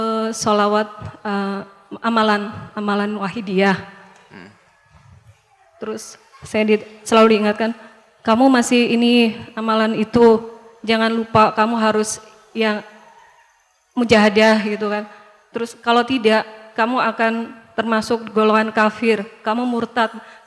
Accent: Depok, West Java, Indonesia; Saya dari Depok, Jakarta.

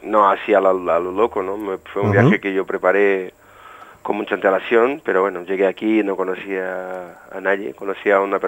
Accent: Brazil; Soy brasileño, sí.

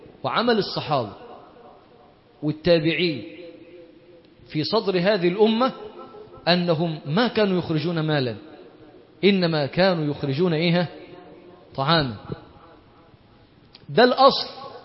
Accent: Monufia Governorate, Egypt; انا مثلا انا من المنوفيه اصلا، احنا كان الرز ده عندنا هناك لا نعرفه ولا نراه الا يوم السبت

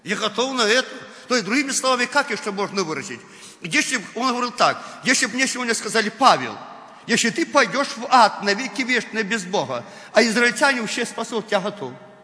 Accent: Belarus; Но мы белорусы. Мы привыкли во плоти, и во плоти нам режут уши, когда мы говорим так.

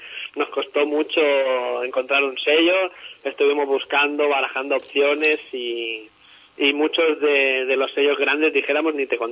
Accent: Granollers, Catalonia, Spain; Y somos de Granollers, del Vallès Oriental.

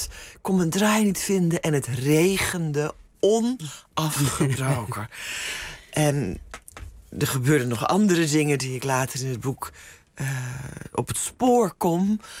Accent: Wieringermeer, North Holland, Netherlands; born there; mijn vader in het onderwijs werkte en mijn moeder huisvrouw was. Ook enigszins ontheemd, omdat ze allebei uit het oosten van het land kwamen en toen in de Wieringermeer zijn neergestreken waar ik geboren ben

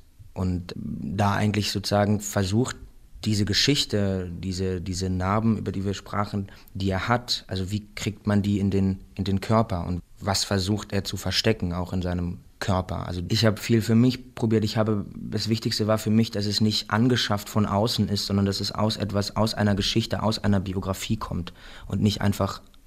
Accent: Remscheid, North Rhine-Westphalia, Germany; now in Berlin, Germany; ich komme halt aus Remscheid und ich wohne jetzt in Berlin

